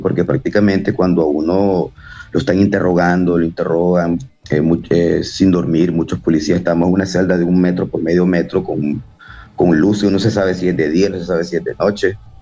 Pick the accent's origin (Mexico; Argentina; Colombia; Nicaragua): Nicaragua; also born or lived in El Salvador; yo nací en El Salvador, pero me crié en Nicaragua pues toda mi vida, pues, o sea, desde que tengo 5 años. Entonces son 35 años de estar viviendo en Nicaragua